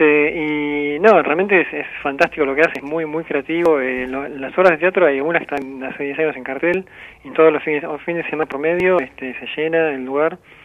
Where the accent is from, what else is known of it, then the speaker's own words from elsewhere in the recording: Buenos Aires, Argentina; born there; yo nací en Barracas. Mi familia es de Barracas fines de 1800.